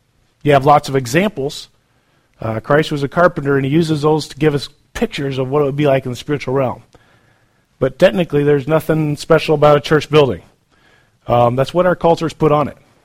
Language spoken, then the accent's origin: English; Iowa, United States; I'm from Iowa, so we have tornadoes all the time.